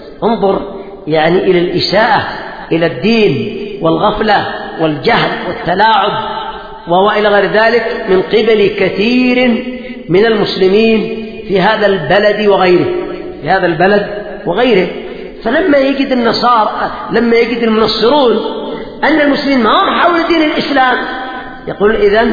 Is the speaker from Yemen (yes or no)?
yes; Yemen; لا يزال موجودين عندنا في اليمن